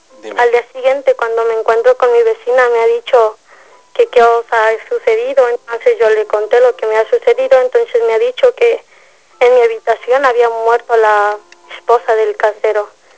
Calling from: San Miguel de Allende, Guanajuato, Mexico; Estoy hablando de San Miguel Allende, ahora estoy radicando en este pueblo, bastante hermoso, por cierto.

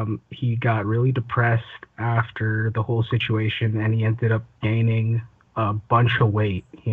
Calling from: Toronto, Ontario, Canada; Well, this was in Canada. I'm calling from Toronto.

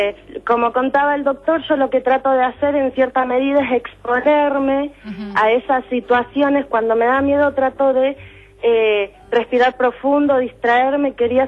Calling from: Boedo, Buenos Aires, Argentina; soy de Boedo, tengo 23 años.

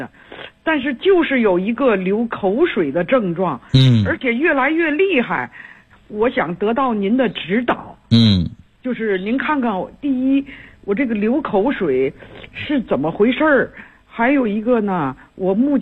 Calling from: Tianjin, China; 我是天津的这个学员

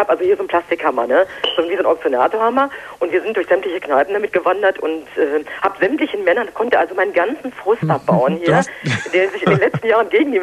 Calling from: Düsseldorf, North Rhine-Westphalia, Germany; ich komme aus Düsseldorf

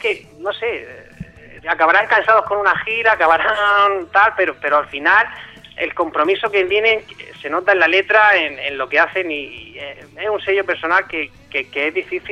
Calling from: Murcia, Region of Murcia, Spain; de Murcia, que os he llamado alguna vez.

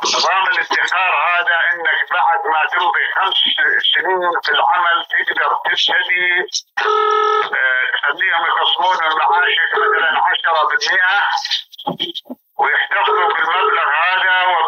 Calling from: Saudi Arabia; أنا أكلمك من السعودية، عندي سؤال.

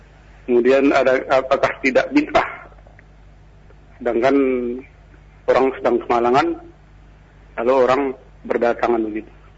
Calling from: Riau, Indonesia; ini dari Riau.

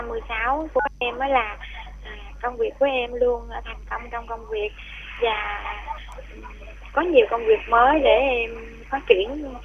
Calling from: Ho Chi Minh City, Vietnam; em gửi đến từ thành phố Hồ Chí Minh

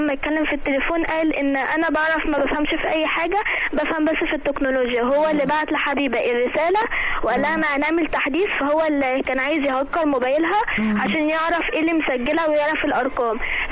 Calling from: Alexandria, Alexandria Governorate, Egypt; من الاسكندريه

